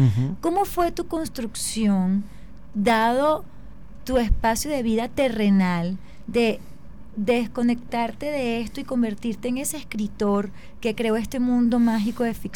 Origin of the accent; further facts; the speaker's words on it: Venezuela; lo que estamos viviendo nosotros como ciudadanos venezolanos.